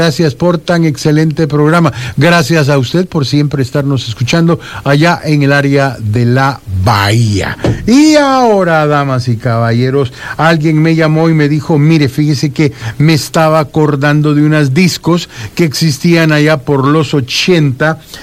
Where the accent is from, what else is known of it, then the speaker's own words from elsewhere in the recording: Peru; desde que yo estaba chiquito, porque yo crecí en el Perú